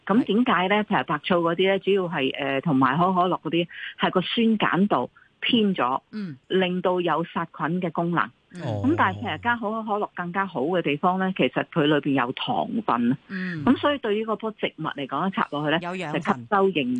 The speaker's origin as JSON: {"language": "Cantonese", "country": "China", "said": "咁我哋中国人啊，当然啊食莲藕啦。"}